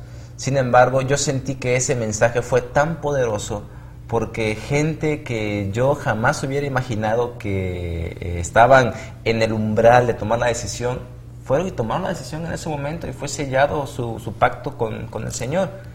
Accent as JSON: {"language": "Spanish", "region": "Tamaulipas", "country": "Mexico", "said": "soy estudiante también de la Escuela de Teología, tengo 23 años y soy del estado de Tamaulipas."}